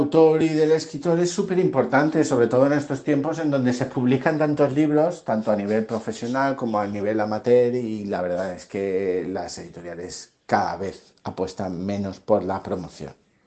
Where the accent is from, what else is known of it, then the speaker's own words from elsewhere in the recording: Valencia, Valencian Community, Spain; born there; Yo digo que nací en La Malvarrosa, en Valencia, y luego empecé a trabajar en Moncofa.